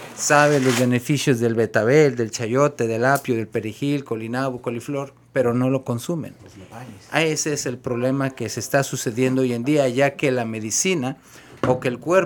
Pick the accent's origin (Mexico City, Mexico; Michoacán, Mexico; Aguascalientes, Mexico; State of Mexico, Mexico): Michoacán, Mexico; Sahuayo; Bueno, yo soy originario de México, exactamente Michoacán.